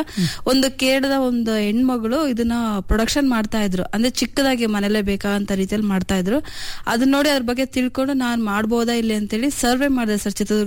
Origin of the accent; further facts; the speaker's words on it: Chitradurga, Karnataka, India; ನಾನು ಹುಟ್ಟಿ ಬೆಳೆದೆಲ್ಲ ಇಲ್ಲೇ ನಮ್ದೊಂದು ಮಧ್ಯಮಸ್ಥ ಕುಟುಂಬ ನಮ್ಮದು ನನ್ನ ಓದೆಲ್ಲ ಇಲ್ಲೇ ಸೆಂಟ್ ಜೋಸೆಫ್ ಕಾನ್ವೆಂಟ್ ಅಲ್ಲಿ ನಾನು ಎಲ್ ಕೆ ಜಿಯಿಂದ ಹಿಡಿದು ಟೆಂತ್ ವರೆಗೂ ಮುಗಿಸಿರೋದು